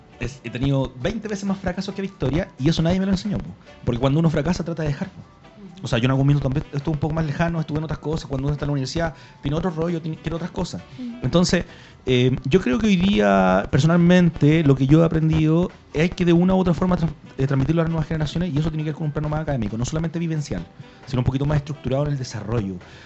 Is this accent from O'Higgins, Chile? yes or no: no; Puente Alto, Santiago Metropolitan, Chile; Soy de uno de los barrios más antiguos de Puente Alto, que es frente a la Volcanita, la calle San Pedro con Concha y Toro. Mi abuelo era administrador de un fondo en el sector. Entonces mi familia lleva por lo menos 80 años viviendo ahí en el lugar.